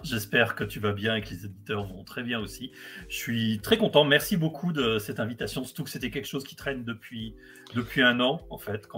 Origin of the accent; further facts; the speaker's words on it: Lyon, Auvergne-Rhône-Alpes, France; now in Lille, France; je suis lyonnais d'origine, lillois depuis un an et demi